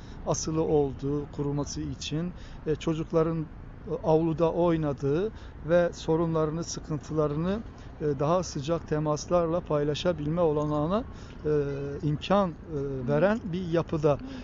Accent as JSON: {"language": "Turkish", "town": "Diyarbakır", "region": "Diyarbakır Province", "country": "Turkey", "tie": "born or raised there", "said": "Ben de çocukluğum orada geçti. 1974 Diyarbakır'a televizyonun ilk geldiği yıllar. Ben işte 5-6-7 yaşında, 7-8 yaşlarındayım."}